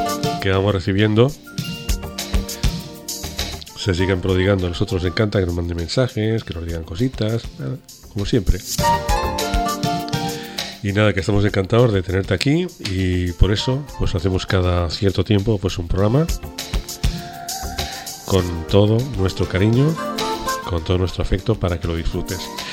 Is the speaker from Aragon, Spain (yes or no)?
yes; Huesca, Aragon, Spain; Pues si no lo sabías, soy de Huesca, o sea que por eso el interés.